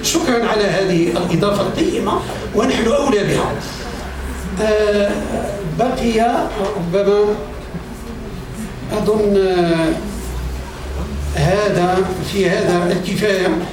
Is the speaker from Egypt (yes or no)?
no; Morocco; ويجعل بلدنا المغرب وأوكرين يعني نافذة للانفتاح العظيم